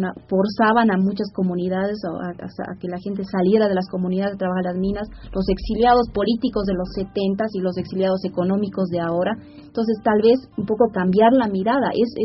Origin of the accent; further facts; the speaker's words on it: Bolivia; nosotros como bolivianos no tendemos a pensarnos como migrantes